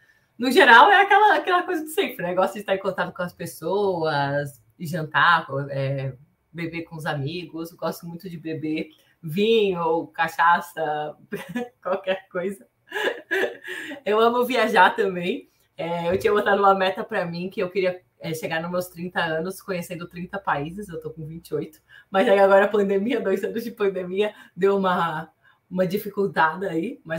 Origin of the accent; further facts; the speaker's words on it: Santa Catarina, Brazil; now in São Paulo, Brazil; Eu sou catarinense, moro em São Paulo fazem 4 anos, mas... Sou do sul do Brasil, hoje é bem frio, uma cidade que tem 19 mil habitantes, nem o Uber chegou lá ainda, então é super pequenininha.